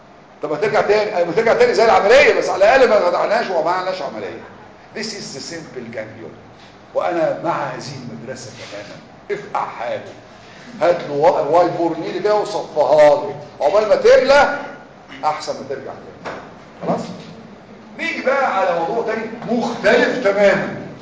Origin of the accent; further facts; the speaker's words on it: Egypt; احنا مصريين على فكره كل حاجه بينا اسمها كيس دول